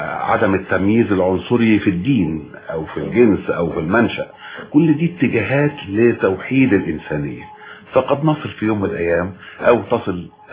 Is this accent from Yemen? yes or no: no; Sebk El Dahhak, Monufia Governorate, Egypt; بلدنا اسمها سبك الضحاك, ومن هنا جاء